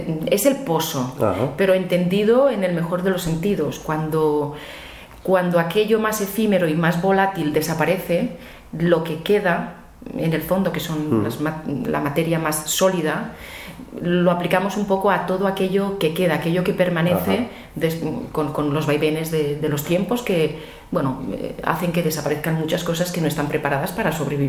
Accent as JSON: {"language": "Spanish", "region": "Valencian Community", "country": "Spain", "first_language": "Catalan", "second_language": "Spanish", "said": "Somos españoles, por supuesto. Yo me siento completamente española, valenciana, pero española también, y el castellano es nuestra segunda lengua"}